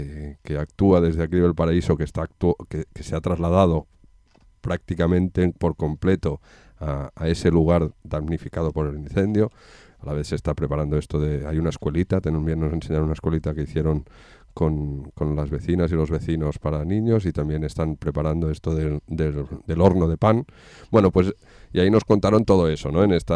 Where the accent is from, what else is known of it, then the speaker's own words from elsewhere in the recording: Spain; first language Catalan; Spanish is a second language; entre nosotros nos comunicamos así, en catalán. Y a veces, y es nuestra lengua madre, casi la de todos, y a veces se nos escapa.